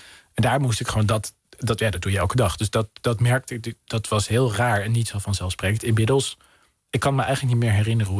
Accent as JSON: {"language": "Dutch", "town": "Den Helder", "region": "North Holland", "country": "Netherlands", "tie": "born or raised there", "said": "Mijn moeder komt uit een gezin dat geëvacueerd werd uit Den Helder. Ergens anders dan in de wijk waar ik ben opgegroeid."}